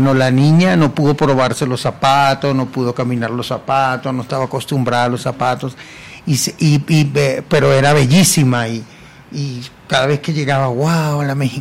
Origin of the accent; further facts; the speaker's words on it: Venezuela; yo amo a mi país y amo a mi gente, amo a mi pueblo, pero no soporto que el pueblo esté pasando por esto, y por eso no quiero estar ahí. Bueno, y gracias a Dios, yo cuando ganó ese señor, yo no viví en Venezuela